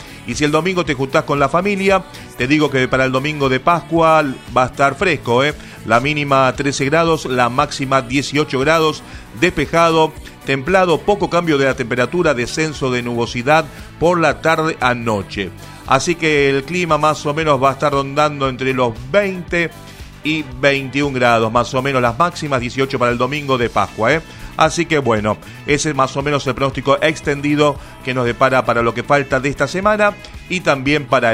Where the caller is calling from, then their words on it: Quilmes, Buenos Aires Province, Argentina; de Quilmes